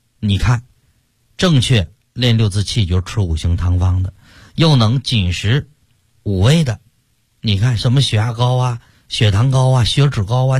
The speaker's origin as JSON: {"language": "Chinese", "region": "Shanghai", "country": "China", "said": "冬天像我们上海人爱吃甜的"}